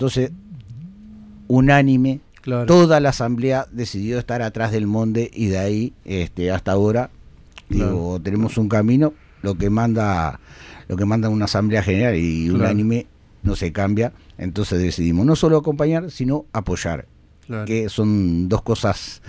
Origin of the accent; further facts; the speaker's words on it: Uruguay; los únicos que perdemos somos los uruguayos